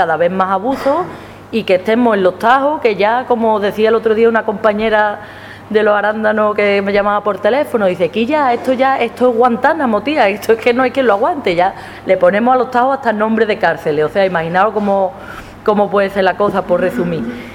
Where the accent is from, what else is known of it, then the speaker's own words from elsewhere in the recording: Escacena del Campo, Andalusia, Spain; yo soy de Escacena del Campo, un pueblecito de Huelva, y soy de jornaleras de Huelva en Lucha.